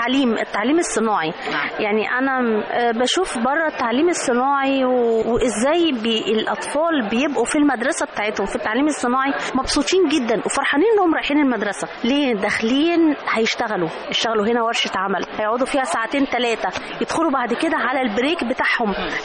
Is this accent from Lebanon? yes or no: no; Egypt; فده اللي أنا نفسي إن يكون عندنا في مصر هنا بصراحة.